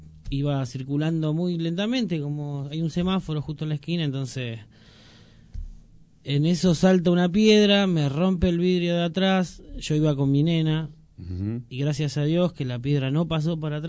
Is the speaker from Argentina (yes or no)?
yes; Moreno, Buenos Aires Province, Argentina; born there; yo nací en Moreno y hoy no estoy viviendo en Moreno, pero lo siento como mi ciudad, ¿no?